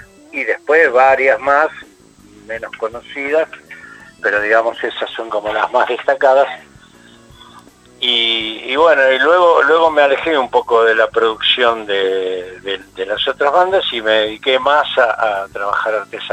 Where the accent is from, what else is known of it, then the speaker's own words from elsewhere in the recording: Florida, Buenos Aires Province, Argentina; yo nací en Capital, pero me crié en Florida, Vicente López, ese fue mi barrio natal